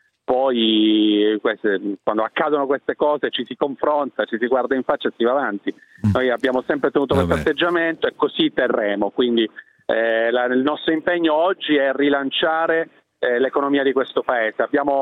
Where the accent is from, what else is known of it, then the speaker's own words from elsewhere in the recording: Lombardy, Italy; Io vengo dalla Lombardia e le posso dire che la situazione è disastrosa